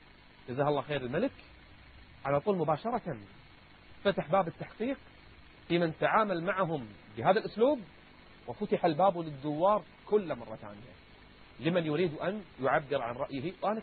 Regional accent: Kuwait; إن كنت أنا كويتي فأنا أيضا بحريني.

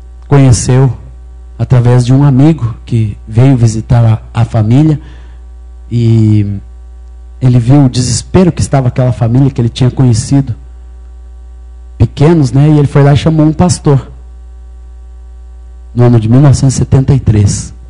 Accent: Minas Gerais, Brazil; E eu sou mineiro, nasci em Minas Gerais no ano de 1958. Tenho 48 anos. E minha mãe era evangélica, meu pai judeu, ateu

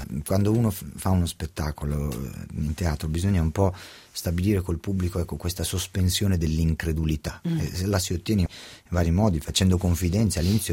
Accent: Scandiano, Emilia-Romagna, Italy; now in Milan, Italy; Io sono cresciuto, sì, a Scandiano, e poi ho fatto le scuole a Modena

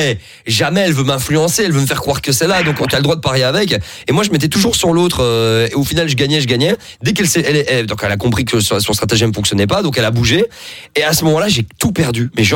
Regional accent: Morocco; oui, je suis marocain, mais je parle pas arabe.

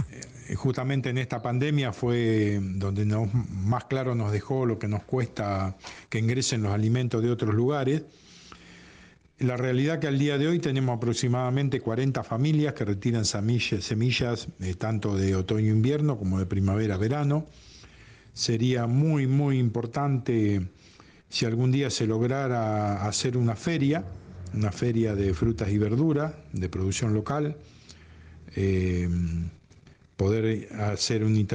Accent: Pipinas, Buenos Aires Province, Argentina; nacido y criado en Pipinas

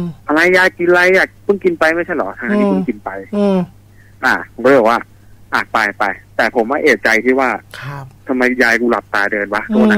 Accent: Bangkok, Thailand; ผมเป็นคนกรุงเทพเรียนกรุงเทพเลยแต่ยายผมเป็นคนที่นั่น

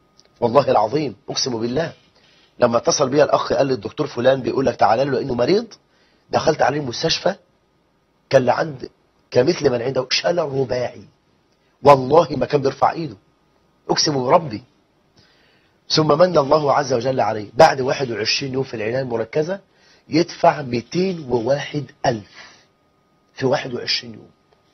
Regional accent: Egypt; ده إحنا عندنا في مصر 9 مليون امرأة مطلقة، و9 مليون بنت لم تتزوج

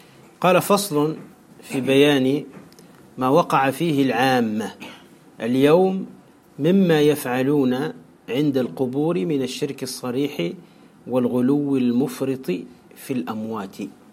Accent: Tunisia; هذا خاصة عندنا في تونس بشكل عجيب

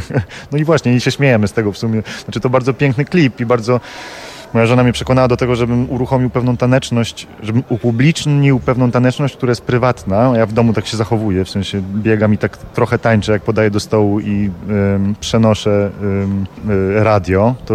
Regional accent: Colombia; Spędziłem dzieciństwo w Kolumbii, moi dziadkowie się poznali w Buenos Aires, moja żona pochodzi z Buenos Aires

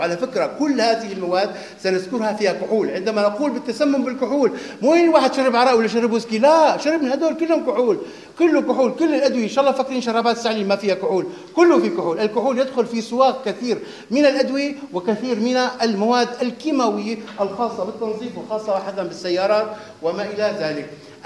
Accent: Homs Governorate, Syria; خاصة عندنا بسوريا هون بحمص مثلا بيتعرض للتسمم

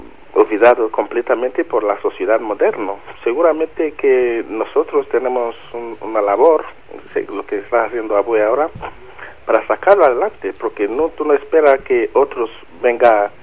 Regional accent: Nigeria; now in London, United Kingdom; Soy de Nigeria.

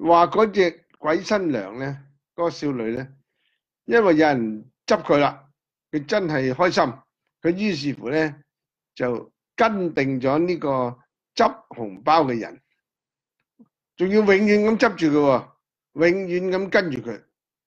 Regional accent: Hong Kong; 我哋香港人叫利是包

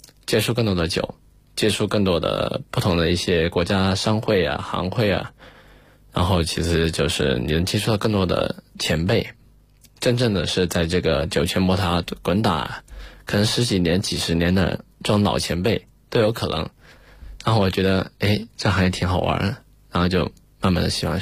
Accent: Guizhou, China; 其实我是贵州人，那么贵州人天生爱喝酒，尤其是在我们的黔南地区，我们那个小城市，

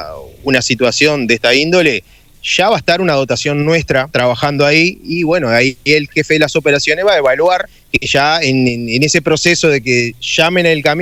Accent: Montevideo, Uruguay; Los otros 5, que me incluyo, somos de Montevideo, vamos a estar trasladándonos también.

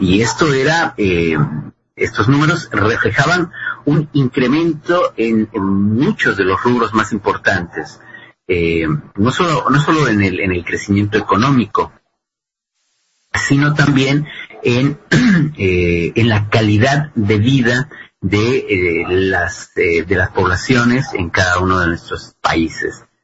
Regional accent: Mexico; Creo que para quienes viven en México, quienes somos mexicanos

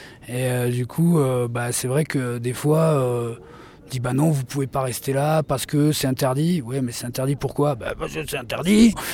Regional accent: France; parce que nous, encore une fois, on est français, donc on a la facilité d'être nomade

